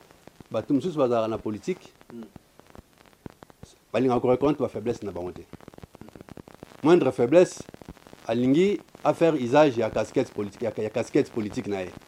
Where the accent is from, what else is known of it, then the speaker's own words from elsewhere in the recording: DR Congo; Mais pour autant qu'on est Congolais, je pense qu'on n'est pas ennemis.